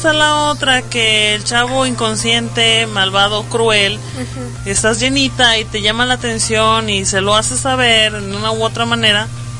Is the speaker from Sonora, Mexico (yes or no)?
no; Morelos, Mexico; En lo personal yo también sufrí de obesidad infantil en una etapa de mi niñez, porque yo soy de Morelos, cuando llego aquí yo llegué delgada.